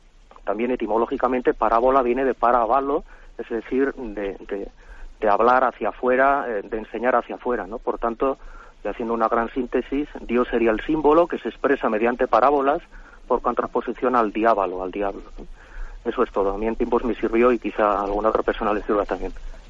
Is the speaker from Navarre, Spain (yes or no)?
yes; Navarre, Spain; de Navarra.